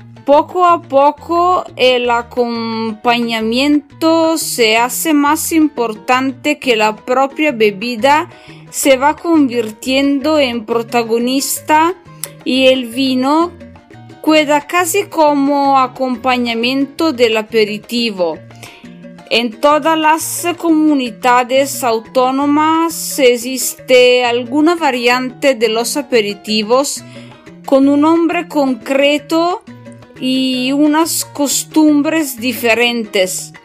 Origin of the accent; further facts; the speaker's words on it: northern Italy, Italy; Spanish is a second language; yo soy italiana del norte de Italia y estudio español da sola.